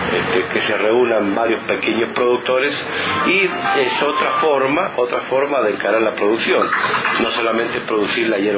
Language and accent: Spanish; Mendoza, Argentina; now in Merlo, Argentina; Mire, yo estoy hace 27 años en la localidad de Merlo, en la provincia de San Luis. En realidad soy originario de Mendoza, de la provincia de Mendoza, pero hace 27 años que estamos en Merlo.